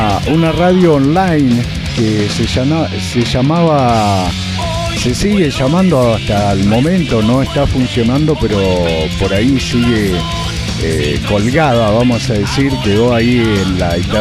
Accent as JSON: {"language": "Spanish", "region": "Entre Ríos", "country": "Argentina", "tie": "born there", "said": "después de haber pasado por otras radios allá en mi provincia natal, en Entre Ríos"}